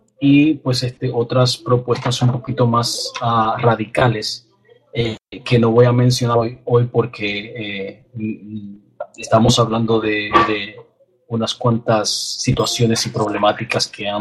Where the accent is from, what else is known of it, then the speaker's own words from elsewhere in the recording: Dominican Republic; now in West Palm Beach, United States; y soy dominicano